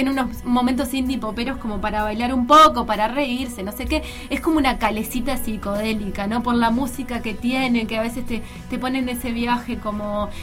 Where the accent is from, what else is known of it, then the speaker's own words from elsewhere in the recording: Uruguay; lo nuestro como uruguayo, si es que existe algo, existe lo nuestro, no sé.